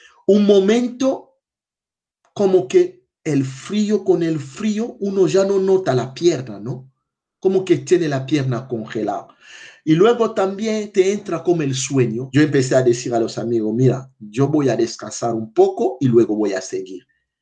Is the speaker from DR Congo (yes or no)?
yes; DR Congo; now in Málaga, Spain; soy de la República Democrática del Congo, tengo 42 años. Actualmente estoy trabajando como técnico responsable del voluntariado de SEA en la delegación de Andalucía Oriental en Málaga.